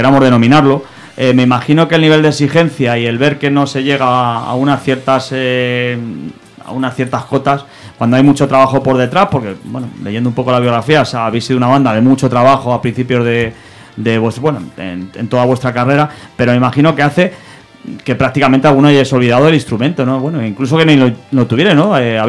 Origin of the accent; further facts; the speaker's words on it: Madrid, Community of Madrid, Spain; yo me crié aquí en Madrid.